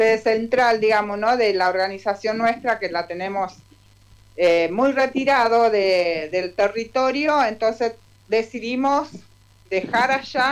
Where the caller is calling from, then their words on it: La Paz, Entre Ríos, Argentina; Estoy acá en La Paz, Entre Ríos.